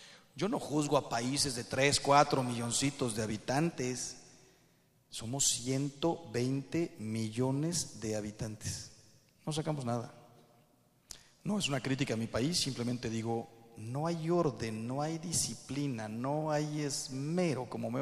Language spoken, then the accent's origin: Spanish; Mexico; No quiero hablar mal de mi país, ¿eh? Soy mexicano